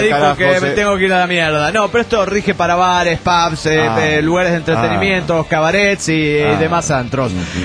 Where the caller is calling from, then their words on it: Tucumán, Argentina; de Tucumán.